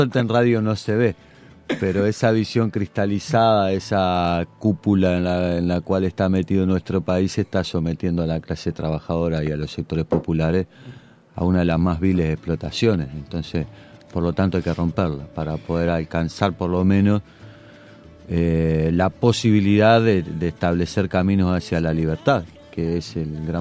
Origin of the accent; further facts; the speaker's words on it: Uruguay; Exactamente, sí. Yo soy un militante de Uruguay.